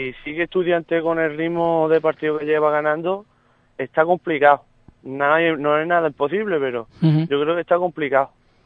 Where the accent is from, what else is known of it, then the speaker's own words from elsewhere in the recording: Montecorto, Andalusia, Spain; algunos componentes que somos de Montecorto.